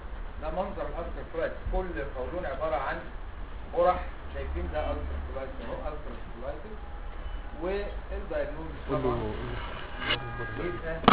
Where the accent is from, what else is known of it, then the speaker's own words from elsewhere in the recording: Egypt; النزيف عندنا في مصر هنا البواسير على طول نمره واحد